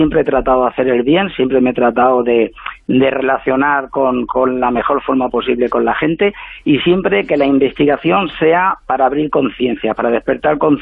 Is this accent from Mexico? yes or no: no; Spain; Sí, yo soy blanquito, español, europeo como todos vosotros